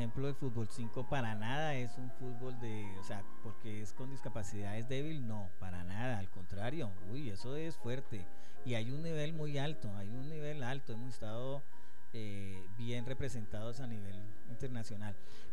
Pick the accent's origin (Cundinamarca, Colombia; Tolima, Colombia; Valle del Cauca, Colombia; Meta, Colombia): Meta, Colombia; Villavicencio; somos tres deportistas de Villavicencio que estamos en bolos en el proceso